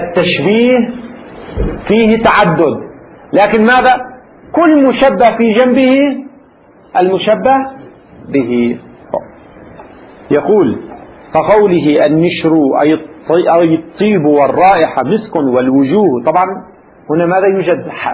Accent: Lebanon; في العامية عندنا في لبنان يستعمل في الفترة الأخيرة مثل من هذا القبيل

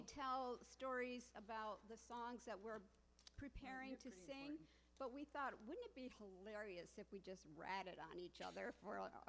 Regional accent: Adams Center, New York, United States; I was from Adams Center, the city

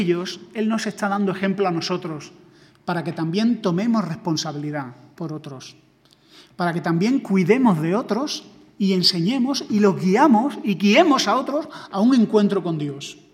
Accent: Granada, Andalusia, Spain; also born or lived in Sevilla; now in Madrid, Spain; Yo vengo de una ciudad pequeña, o sea, yo soy de Granada, viví en Sevilla, y Andalucía es muy diferente a Madrid.

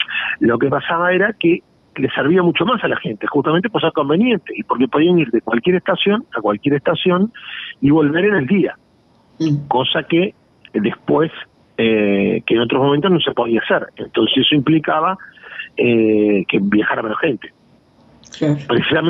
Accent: San José, Uruguay; uno soy de San José y otro de Florida

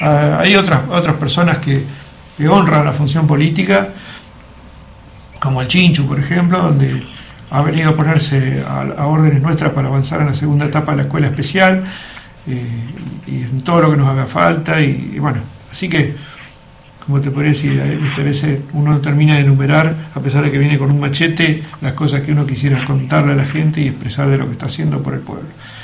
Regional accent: Alvear, Argentina; yo durante muchos años estuve viviendo fuera de Alvear y siempre quise mi pueblo.

